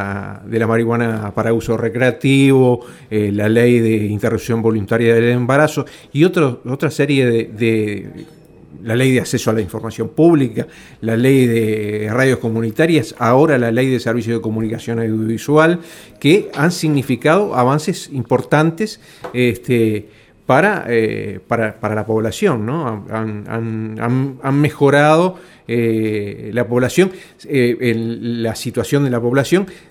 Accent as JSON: {"language": "Spanish", "region": "Montevideo", "country": "Uruguay", "said": "Y yo soy del Cerro de Montevideo, de Uruguay"}